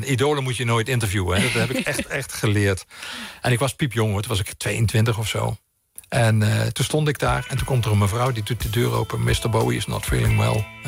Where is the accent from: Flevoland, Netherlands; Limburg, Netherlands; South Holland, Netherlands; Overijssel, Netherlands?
Limburg, Netherlands; moved away as an adult; nee, ik ben Limburger, maar ik ben gestopt toen ik uit Limburg vertrok. Toen ik ging studeren en daarna heb ik nooit mijn carnaval gevierd.